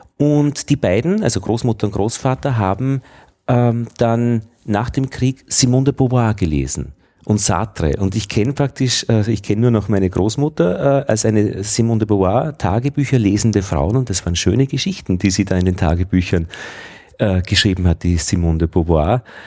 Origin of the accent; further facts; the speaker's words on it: Braunau am Inn, Upper Austria, Austria; Ich bin in Oberösterreich zur Schule gegangen, Braun am Inn